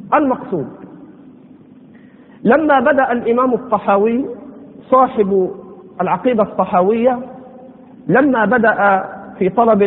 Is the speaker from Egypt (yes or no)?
yes; Egypt; يعني على لهجتنا هنا في مصر عمرك ما إيه؟